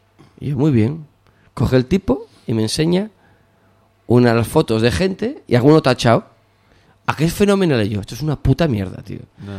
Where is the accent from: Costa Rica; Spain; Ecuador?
Spain; Galicia; claro, como soy gallego, reís de mí, ¿no?